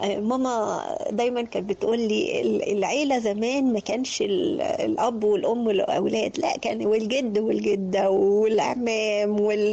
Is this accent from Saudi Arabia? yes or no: no; Egypt; انت مصري عشان انت قاعد في مصر فبقيت بالطابع المصري.